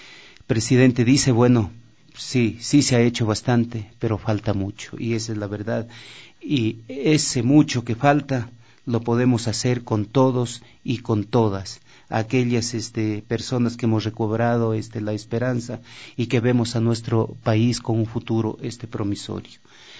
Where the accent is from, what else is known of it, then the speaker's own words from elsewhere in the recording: Loja, Ecuador; Y el poquito, así llaman en mi tierra Loja, el poquito de carne que quedaba en el hueso